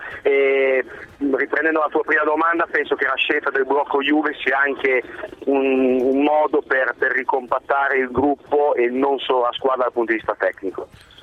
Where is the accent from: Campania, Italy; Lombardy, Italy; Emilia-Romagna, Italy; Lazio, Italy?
Emilia-Romagna, Italy; Bologna; born there; io sono nato in Sud Bologna